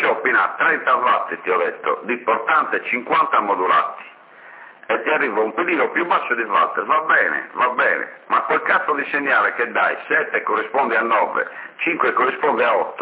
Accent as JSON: {"language": "Italian", "town": "Sassari", "region": "Sardinia", "country": "Italy", "said": "Non sono di Bortigali, io sono di Sassari."}